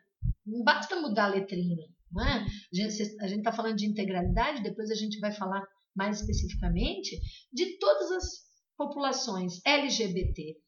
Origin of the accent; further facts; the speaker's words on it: Santa Catarina, Brazil; Eu sou de Santa Catarina, é um estado muito pequeno. A minha cidade é uma cidade considerada de médio porte.